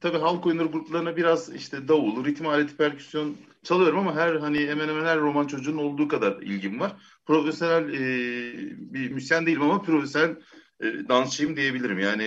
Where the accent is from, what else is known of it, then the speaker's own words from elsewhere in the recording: Kırklareli, Turkey; Kırklareliyim ben. 1976 Kırklareli doğumluyum. Burada Kırklareli'ne dünyaya geldim. İlk orta ve lise eğitimi Kırklareli'ne tamamladım.